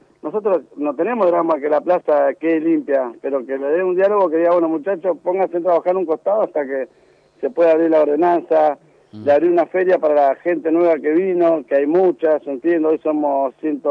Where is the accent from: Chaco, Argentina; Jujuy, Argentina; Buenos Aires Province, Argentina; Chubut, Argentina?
Buenos Aires Province, Argentina; Moreno; Yo me crié en Moreno, viví en la estación de Moreno